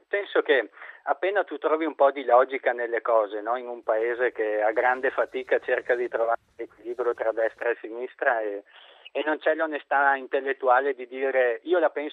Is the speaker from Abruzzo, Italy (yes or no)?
no; Conegliano, Veneto, Italy; io sono di Conegliano e la faccio da una vita quella strada per lavoro